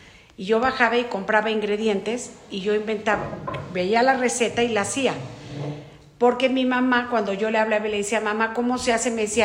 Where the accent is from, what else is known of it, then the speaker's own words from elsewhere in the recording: Mexico City, Mexico; born there; casada con … Nací en la Ciudad de México el 31 de enero de 1960.